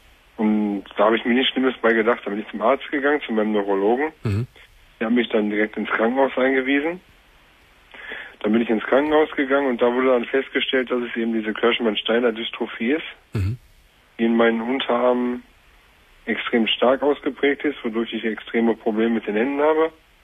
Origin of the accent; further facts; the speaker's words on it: Bochum, North Rhine-Westphalia, Germany; Ich komme aus Bochum.